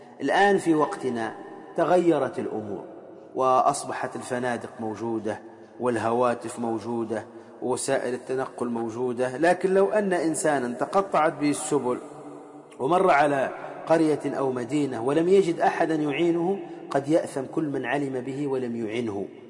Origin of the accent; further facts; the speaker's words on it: Tunisia; وكما يقال عندنا في تونس